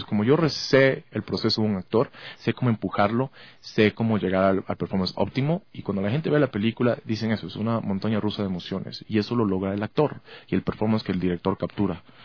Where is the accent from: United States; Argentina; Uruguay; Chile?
United States; also born or lived in Ecuador; yo me crié casi 20 años en Estados Unidos desde que tenía 8 años.